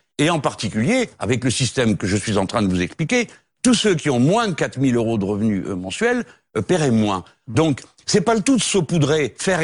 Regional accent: France; Bon, nous sommes Français, nous partageons les malheurs et les bonheurs de notre pays.

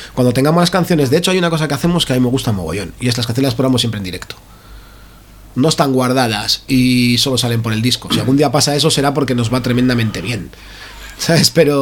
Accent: Basauri, Basque Country, Spain; Somos de Basauri, nos pilla todo muy bien

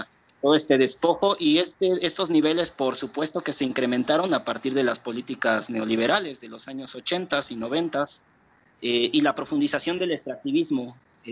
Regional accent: Oaxaca, Mexico; ese es el escenario social y que caracteriza el lugar de donde vengo. Y por otro lado, es importante mencionar que Oaxaca es uno de los estados donde se concentra el mayor número o la mayor diversidad de pueblos indígenas

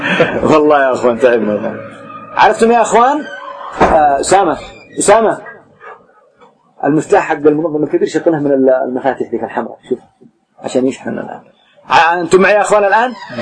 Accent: Yemen; خاصة في بلدنا اليمن ما أمتحنه

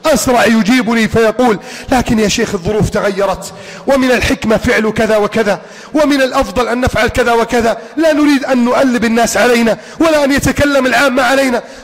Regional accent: Egypt; واجعل بلدنا مصر آمنا مطمئنا سخاء رخاء عظيما منتصرا كبيرا

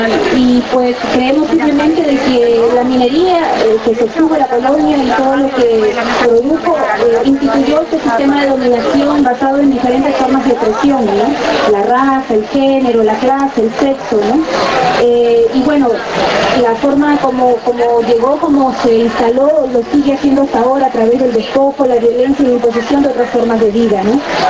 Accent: Lima, Peru; born there; yo vengo pues, de Perú, nací en Lima, pero de padres.

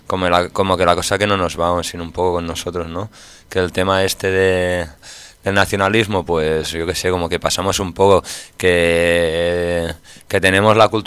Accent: Manresa, Catalonia, Spain; Spanish is a second language; me quiero mi tierra, me gusta el catalán y utilizo el catalán

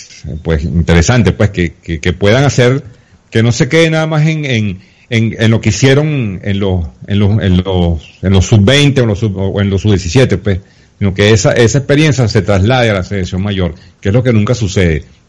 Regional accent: Venezuela; yo siempre he sido, digamos, un poco crítico de la manera como los venezolanos estamos armando la selección

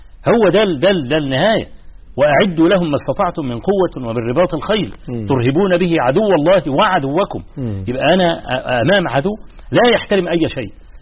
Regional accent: Egypt; في مثلا عندنا في مصر حصل مظاهرة في استاد القاهرة

